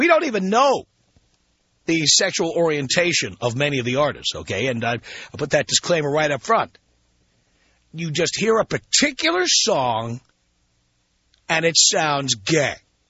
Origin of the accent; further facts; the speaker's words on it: United States; which didn't make any sense to me as an American, but hey, what do I know?